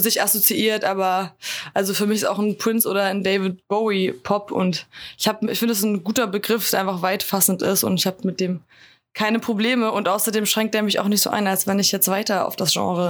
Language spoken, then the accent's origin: German; Schleswig-Holstein, Germany; bei uns in Nordfriesland, ich komme nicht aus Flensburg, aber aus der Region, da tickt natürlich die Uhr irgendwie so ganz anders als in der Stadt, ne, wenn du wirklich so zwischen Deichen und Schafen nur groß wirst.